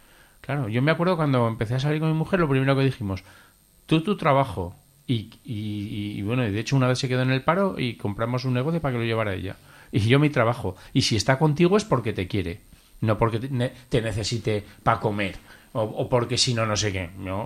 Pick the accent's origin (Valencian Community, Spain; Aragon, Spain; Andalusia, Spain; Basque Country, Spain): Aragon, Spain; Zaragoza; En mi casa, yo soy de Zaragoza, ¿no?